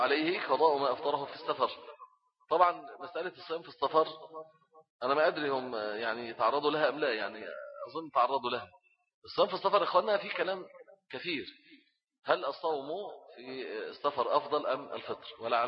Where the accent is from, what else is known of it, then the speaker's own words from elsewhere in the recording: Egypt; وفي الغالب عندنا في مصر دايما اتفق علم الايه الفلك مع الرؤية البصرية دايما